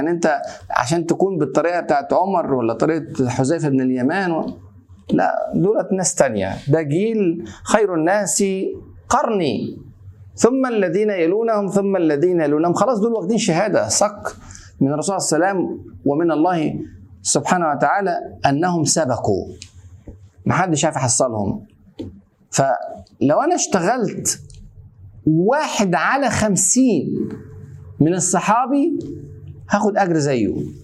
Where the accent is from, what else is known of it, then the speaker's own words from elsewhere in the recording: Egypt; زي ما كان يقول عندنا في مصر اتعشت